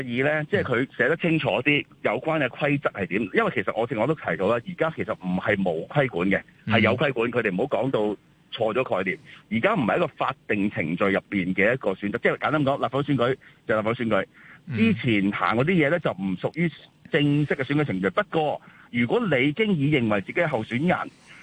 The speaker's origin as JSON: {"language": "Cantonese", "country": "Hong Kong", "said": "其實全對我哋香港人最認知係咩啊？"}